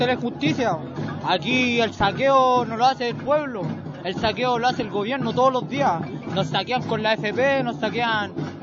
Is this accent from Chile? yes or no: yes; Chile; Como chilenos nos sentimos pasados a llevar